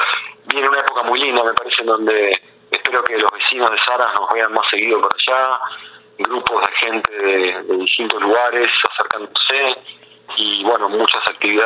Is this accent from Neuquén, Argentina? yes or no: no; Buenos Aires, Argentina; yo, como porteño, yo me crié en Buenos Aires